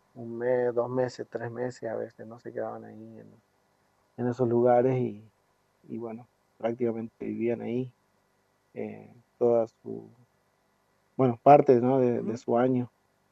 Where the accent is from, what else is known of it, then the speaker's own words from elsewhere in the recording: Mina El Aguilar, Jujuy, Argentina; born there; yo nací, por ejemplo, en Mina del Aguilar, y que es una zona parecida, nada más que, bueno, está un poco más al centro de la provincia, en el departamento de Humahuaca. Y bueno, son zonas así, puneñas, de altitud, ¿no? Con pocos pobladores, pocas casitas